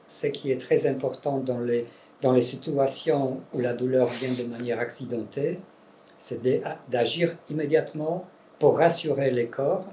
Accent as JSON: {"language": "French", "country": "Poland", "accent": "Polish", "second_language": "French", "said": "il y a un accent polonais aussi dedans. Comme je suis polonais, pardon."}